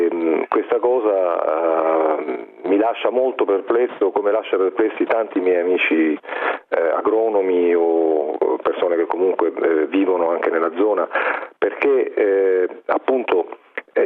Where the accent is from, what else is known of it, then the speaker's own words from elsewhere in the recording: Brindisi, Apulia, Italy; io sono salentino, sono di Brindisi, che è a nord, diciamo, del territorio del Salento, propriamente detto